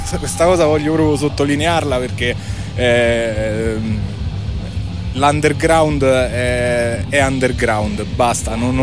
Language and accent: Italian; Lazio, Italy; Da provincia di Viterbo, quindi sì, stiamo parlando della zona della Tuscia.